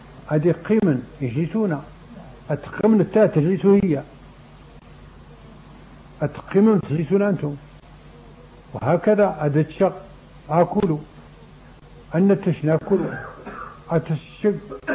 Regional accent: Morocco; لكن جاب الله حنا مغاربة

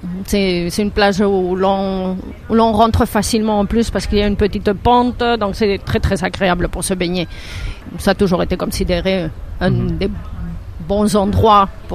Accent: Basque Country, Spain; Ben oui, on est basque. Donc, pareil qu'on est espagnol ou on est européen, on est basque.

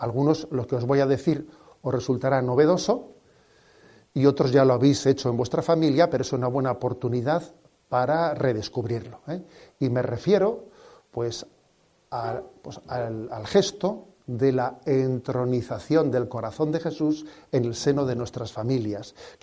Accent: San Sebastián, Basque Country, Spain; Soy, como Donostiarra, también hijo de esa... No sé, he sido alumno del Colegio del Sagrado Corazón. He crecido, ¿no?, pues bajo esa mirada del corazón de Jesús, también desde el seno de la familia.

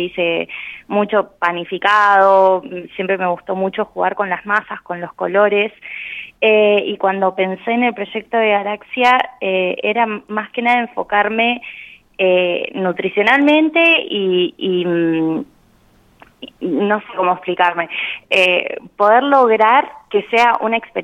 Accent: Santa Rosa, La Pampa, Argentina; also born or lived in La Plata; Yo estudié gastronomía en Buenos Aires, en La Plata, vivía en La Plata, y cuando me volví, yo soy acá de Santa Rosa.

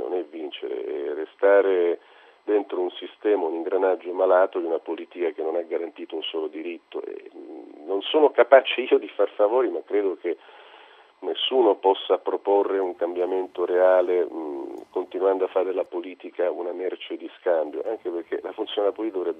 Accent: Sicily, Italy; però siccome sono siciliano

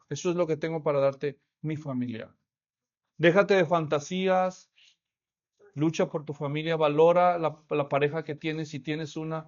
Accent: Guadalajara, Jalisco, Mexico; yo crecí en Guadalajara, ya les dije. Pero mis primos estaban en el rancho.

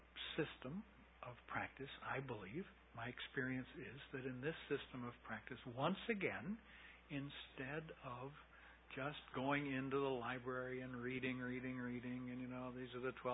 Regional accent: United States; but I'm an American. And so I didn't grow up with the idea of rebirth.

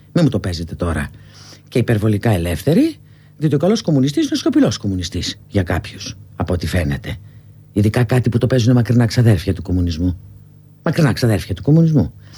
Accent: Greece; born there; Δεν το παίζω κάτι όξο, εδώ γεννήθηκα, σε αυτό το χώρο γεννήθηκα, στην Ελλάδα, αλλά δεν είμαι και να κοιτάω και προς την Ανατολή, έτσι δεν είμαι.

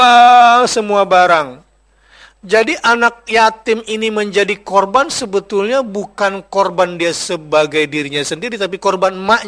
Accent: East Java, Indonesia; Saya Madura.

